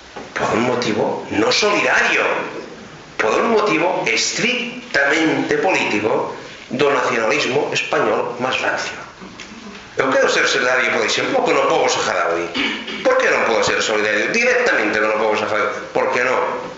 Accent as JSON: {"language": "Galician", "region": "Catalonia", "country": "Spain", "second_language": "Galician", "said": "porque eu son catalán."}